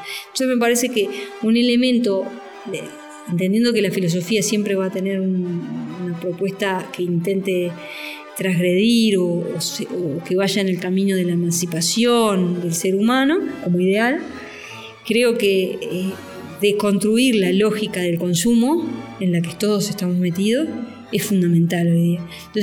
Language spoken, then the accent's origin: Spanish; Uruguay; now in Mexico; yo como uruguaya, por eso me vine a vivir a México un tiempo